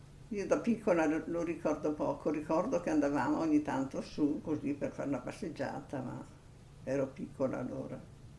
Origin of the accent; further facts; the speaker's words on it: Calliano, Trentino-Alto Adige, Italy; Io ho dunque 92 anni, compiuti ieri, e sono di Cagliano. Nata e vissuta a Cagliano.